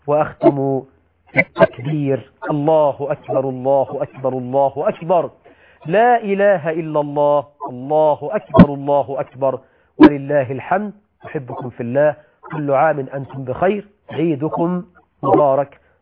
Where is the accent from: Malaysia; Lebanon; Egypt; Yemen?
Egypt; ده موجود عندنا في مصر، ما اعرفش بكل الدول العربيه الحال ايه